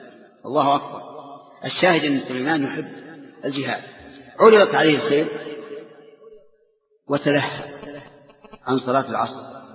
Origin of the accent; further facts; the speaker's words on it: Saudi Arabia; نجد أن بلادنا السعودية مغزوة من كل جانب